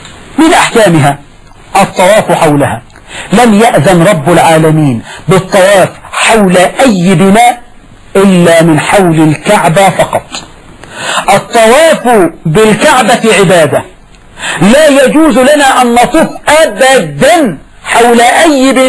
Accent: Egypt; لكن القضاء عندنا في مصر يجعل لهم وصية واجبة

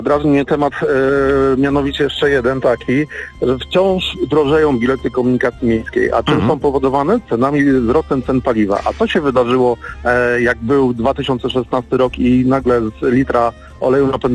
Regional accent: Olsztyn, Warmian-Masurian Voivodeship, Poland; Ja jestem z Olsztyna, przykład tutaj mamy dosadny.

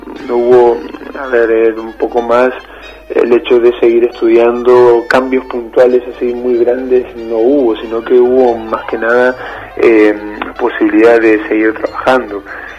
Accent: Formosa, Argentina; moved away; Soy de la ciudad de Formosa, de la capital de, bueno, de la provincia, y estoy acá hace 7 años.

